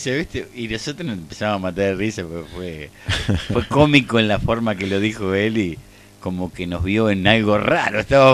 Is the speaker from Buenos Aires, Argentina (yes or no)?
no; Rosario, Santa Fe, Argentina; Yo soy rosarino.